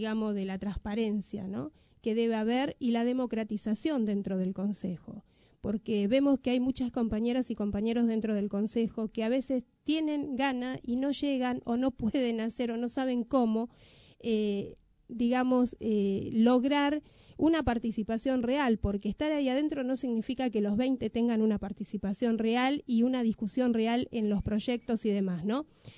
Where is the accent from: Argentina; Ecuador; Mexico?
Argentina; Merlo, Buenos Aires Province; te digo, vengo de Merlo